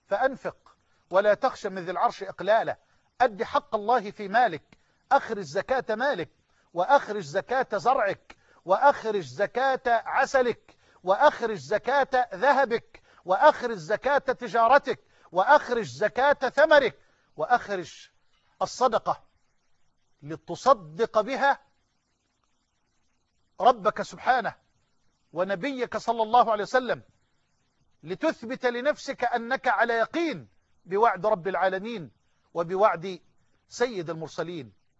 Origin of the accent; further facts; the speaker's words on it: Egypt; اللهم اجعل بلدنا مصر أمنا أمانا سخاء رخاء